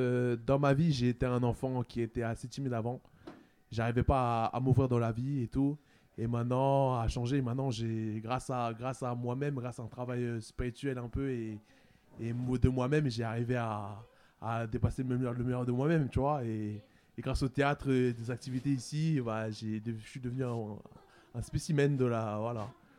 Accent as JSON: {"language": "French", "country": "Cameroon", "said": "je suis camerounais, je suis fier de... Je suis fier de mes origines."}